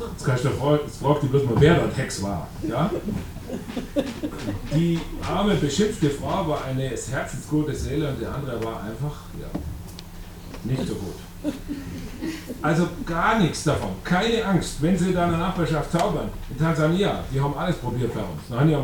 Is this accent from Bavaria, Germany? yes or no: yes; Bavaria, Germany; bei uns im Allgäu da oben, die sind echte Profis da.